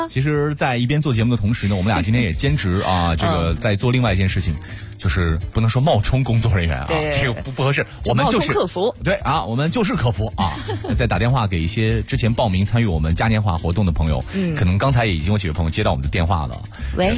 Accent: Lanzhou, Gansu, China; 不是，等一下，等一下， 我是兰州人。

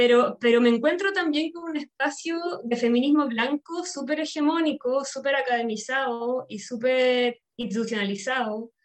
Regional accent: Chile; now in Madrid, Spain; Porque llegué a Madrid, yo soy chilena, llegué a Madrid

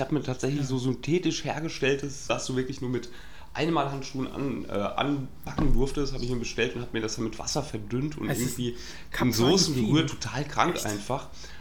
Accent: Hesse, Germany; Du weißt, wo ich her bin, ja. MKK, Mein kleines Königreich, ja.

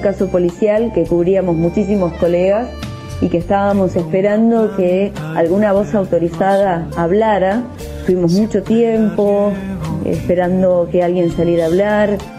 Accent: Cipolletti, Río Negro, Argentina; moved away as an adult; now in La Plata, Argentina; soy de Cipolletti, Río Negro, pero ya hace 7 años que vivo en La Plata. Hice toda la escuela en Cipolletti y cuando terminé el secundario decidí venirme a estudiar acá periodismo.

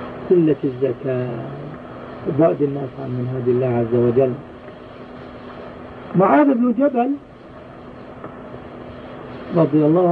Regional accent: Palestine; عندنا في فلسطين آباؤنا يحدثوننا في أيام الخير أنه كان القمح يواري الرجل

